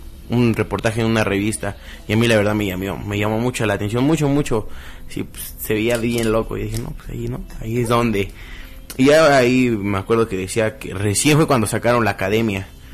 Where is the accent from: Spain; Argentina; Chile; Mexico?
Mexico; Pachuca, Hidalgo; soy originario de Pachuca, orgullosamente pachuqueño